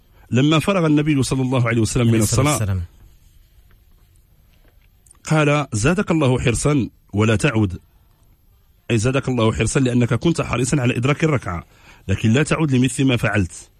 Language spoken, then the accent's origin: Arabic; Casablanca, Casablanca-Settat, Morocco; انا راه حتى انا ولد الدار البيضاء راه تنفهم هذه اللغه